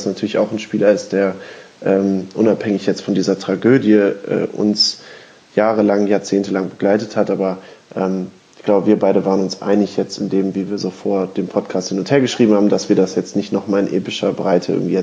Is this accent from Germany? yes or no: yes; Duisburg, North Rhine-Westphalia, Germany; born there; Ich bin übrigens in Duisburg geboren